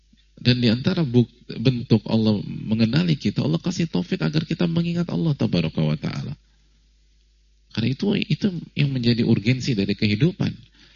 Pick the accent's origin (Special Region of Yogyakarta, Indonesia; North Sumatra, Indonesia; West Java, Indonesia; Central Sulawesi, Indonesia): Special Region of Yogyakarta, Indonesia; Yogyakarta; Saya dari Jogja dan ibu dari Lampung.